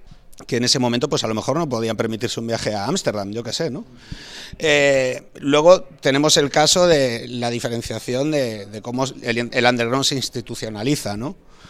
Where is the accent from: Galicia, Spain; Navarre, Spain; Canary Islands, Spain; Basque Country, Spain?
Galicia, Spain; A Coruña; Yo de pequeño en Coruña ni se me ocurría coger una bici